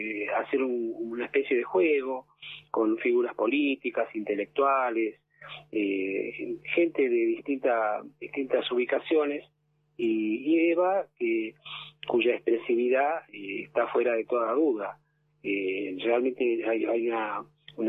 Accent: Argentina; Somos argentinos

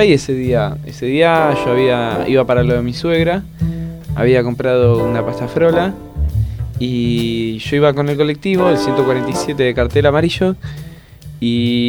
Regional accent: Berazategui, Buenos Aires Province, Argentina; Yo soy de Berazategui

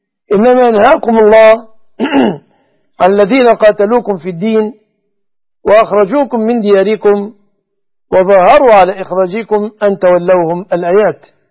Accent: Egypt; أن يجعل بلادنا مصر وسائر بلاد المسلمين آمنة مطمئنة من كل مكروه ومن كل سوء

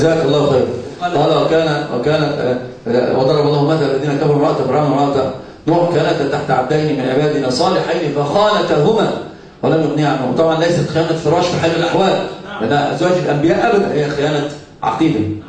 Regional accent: Egypt; عندنا في مصر يسمونها دب نكته

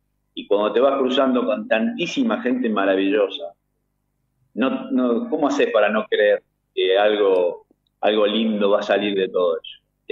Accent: Cañada de Gómez, Santa Fe, Argentina; estuvimos en Cañada de Gómez, mi ciudad natal

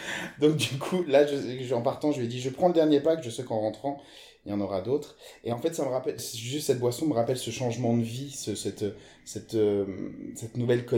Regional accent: Portugal; C'est ça, portugaise, c'est important de le dire quand même, parce que je suis portugais.

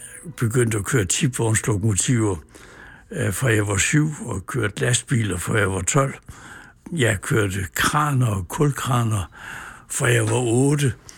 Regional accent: Vejle, Region of Southern Denmark, Denmark; jeg er født i Vejle, vokset op i en forstad, der hedder Mølholm.

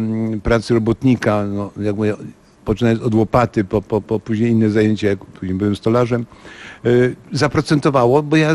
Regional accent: Ostrów Mazowiecka, Masovian Voivodeship, Poland; born there

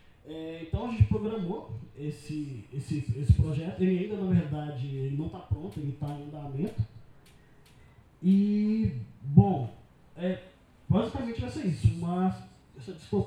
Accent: Belo Horizonte, Minas Gerais, Brazil; eu sou mineiro, Belo Horizonte

